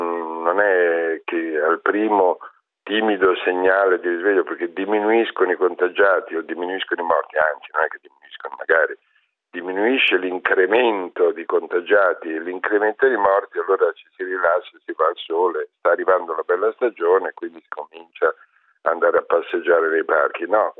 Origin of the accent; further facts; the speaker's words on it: Milan, Lombardy, Italy; lo dico da milanese ma anche da italiano